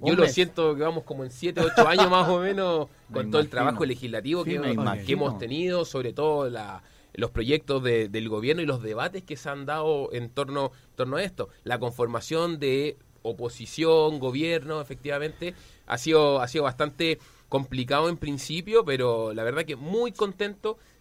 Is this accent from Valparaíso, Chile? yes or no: yes; Viña del Mar, Valparaíso, Chile; born there; Yo nací en Viña del Mar.